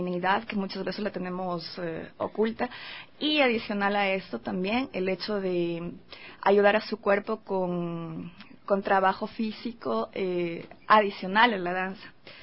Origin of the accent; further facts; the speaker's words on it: Quito, Pichincha, Ecuador; yo soy quiteña, y como se sabe, las quiteñas aquí se podría decir, o he escuchado mucho, que somos mojigatas